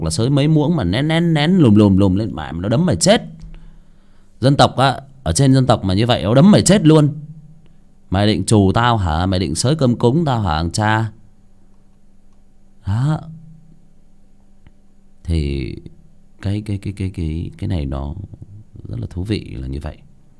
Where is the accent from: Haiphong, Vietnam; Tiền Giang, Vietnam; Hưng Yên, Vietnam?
Hưng Yên, Vietnam; Ở quê của tôi cũng vậy. Ở quê tôi dưới xuôi luôn, ở Hưng Yên luôn ạ.